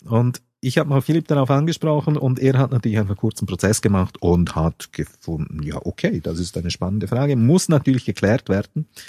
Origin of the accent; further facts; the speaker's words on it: Switzerland; als Schweizer hat man immer den Eindruck